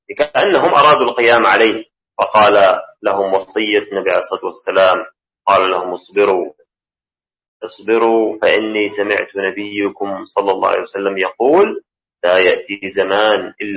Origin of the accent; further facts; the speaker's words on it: Syria; وهذا ما رأيناه رؤيا العين في بلدنا سوريا